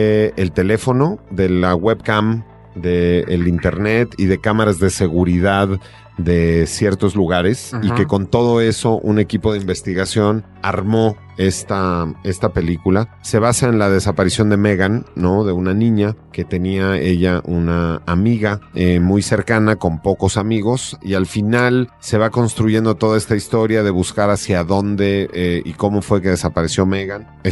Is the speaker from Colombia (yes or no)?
no; Mexico; como latinoamericanos, en nuestro caso como mexicanos